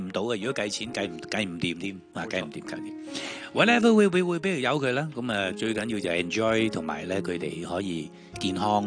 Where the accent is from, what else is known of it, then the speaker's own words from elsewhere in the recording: Hong Kong; 因為我哋香港人唔好興，就呢個係真嘅